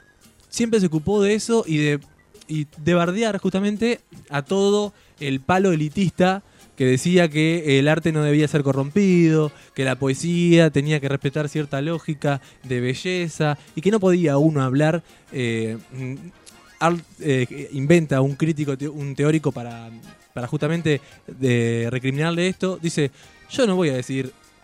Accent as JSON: {"language": "Spanish", "town": "Gualeguaychú", "region": "Entre Ríos", "country": "Argentina", "said": "Yo soy de Gualeguaychú, Entre Ríos, allá cerquita del Uruguay."}